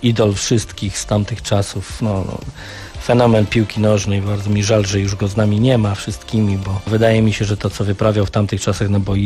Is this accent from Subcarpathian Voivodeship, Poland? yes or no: no; Silesian Voivodeship, Poland; now in Gdańsk, Poland; ja nigdy tutaj będąc w Gdańsku od 96 roku nie wstydziłem się swojego pochodzenia, że jestem Ślązakiem z krwi i kości, że we mnie płynie w 100% śląska krew.